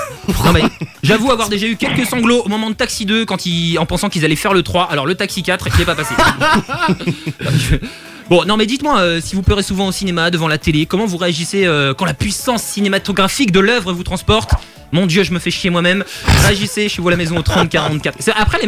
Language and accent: French; Hauts-de-France, France; Ça va, je suis ch'ti en même temps.